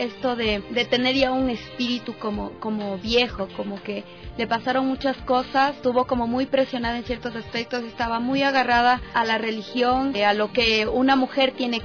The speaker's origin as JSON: {"language": "Spanish", "town": "Riobamba", "region": "Chimborazo", "country": "Ecuador", "said": "yo soy de Riobamba."}